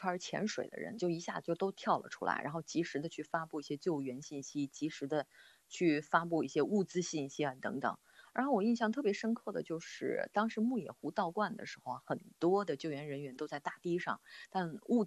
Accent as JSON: {"language": "Chinese", "town": "Xinxiang", "region": "Henan", "country": "China", "tie": "born or raised there", "said": "首先我自己从小就是在新乡长大的，所以当新乡发生大暴雨之后啊，就特别的心焦"}